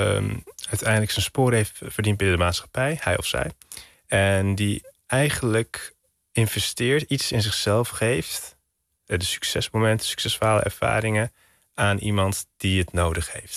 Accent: Hilversum, North Holland, Netherlands; born there; also born or lived in Turkey; Ik ben in Hilversum geboren. Tot mijn 7e heb ik hier op school gezeten. Van mijn 7e tot mijn 11e ben ik naar Turkije gegaan.

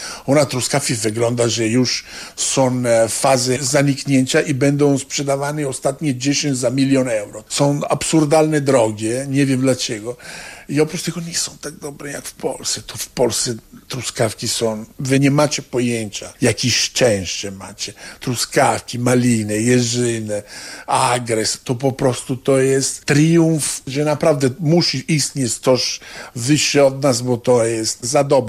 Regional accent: Italy; Polish is a second language; now in Warsaw, Poland; Ja jestem Włochem i stęsknię bardzo często za targi, tylko.

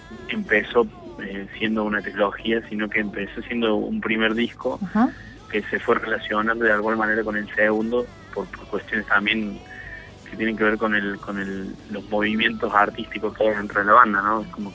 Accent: Córdoba, Argentina; Nosotros somos de Córdoba.

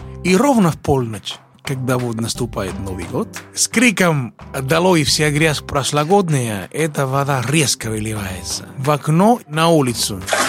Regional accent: Cuba; moved away as an adult; now in Russia; Приехал я из Кубы учиться в консерватории имени Чайковского, которую окончил экстерном в 93-м году. А приехал я в 89-м году.

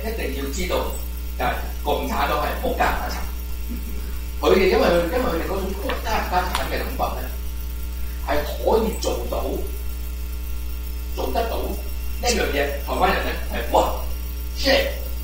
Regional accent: United States; 我係第三者嚟噶嘛，我係美國人啫嘛。

